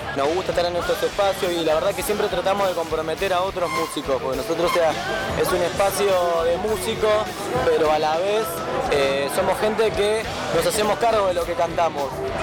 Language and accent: Spanish; Rafael Castillo, Buenos Aires Province, Argentina; Nosotros somos de Rafael Castillo, de La Matanza.